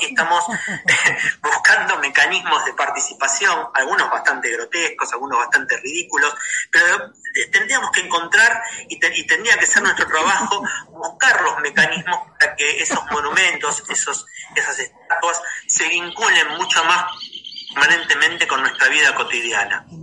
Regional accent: Argentina; Como argentinos, digo, ¿cuántos monumentos creen que tenemos en nuestro país?

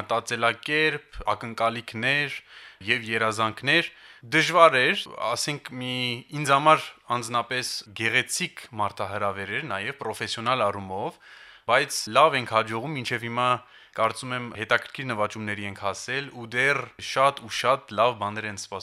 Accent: Paris, Île-de-France, France; now in Stepanakert; Ես ուրեմն ծնվել ու մեծացել եմ Փարիզում, Ֆրանսիայում, ու մի տարի առաջ որոշեցի դիմել

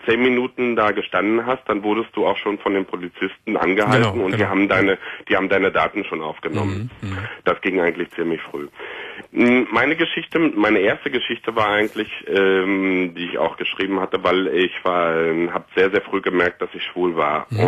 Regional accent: Frankfurt, Brandenburg, Germany; now in Berlin, Germany; meine Jugend habe ich in Frankfurt-Oder verbracht und für mich war Berlin immer die Stadt, die Weltstadt, weil es einfach die einzigste Stadt war, die es für uns als Ossis praktisch in der DDR gab.

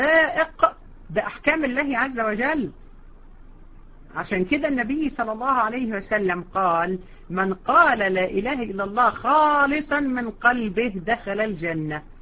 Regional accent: Egypt; حتى عندنا في مصر بيقولوا سنه

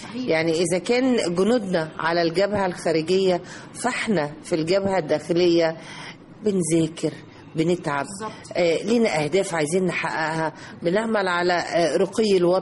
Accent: Egypt; ودايما نضع في اذهاننا احنا مصريين ونفخر طبعاً باننا مصري.

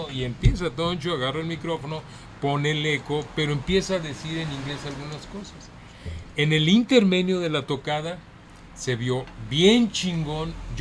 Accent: Guadalajara, Jalisco, Mexico; born there; yo nací en Guadalajara.

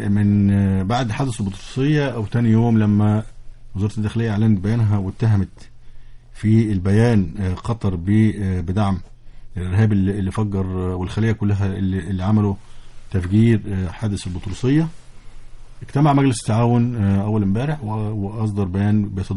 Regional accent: Egypt; لكن احنا كمصريين كنا نتمنى ان يحدث الاتي

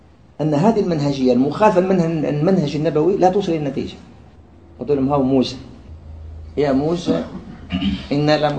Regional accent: Algeria; يقول له هاي عندنا في الجزائر

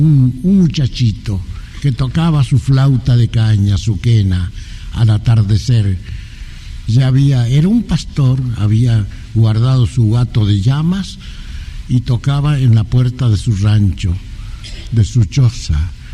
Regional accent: Argentina; Tuvimos en mi tierra, en Argentina, un gran músico

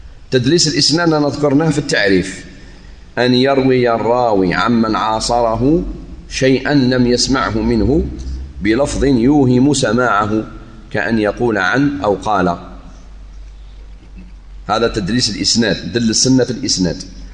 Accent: Algeria; ممكن مدينة دلس اللي عندنا في الجزائر مأخوذة من هذا

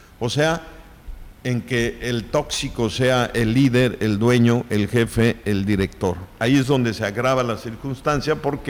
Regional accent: Mexico; así somos los mexicanos

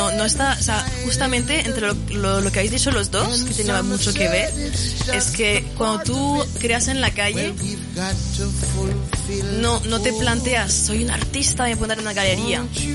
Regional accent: France; Spanish is a second language; por si no se notó, soy francesa. Y en Francia tenemos la religión muy diferente al del Estado

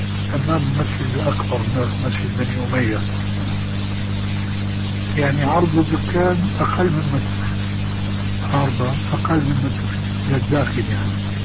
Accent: Damascus, Damascus Governorate, Syria; كما يقال عندنا في دمشق

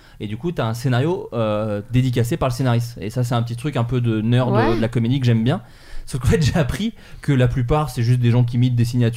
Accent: Autun, Bourgogne-Franche-Comté, France; on essaye en fait de marquer la ville d'Autun de notre fer rouge, puisque c'est là d'où je viens.

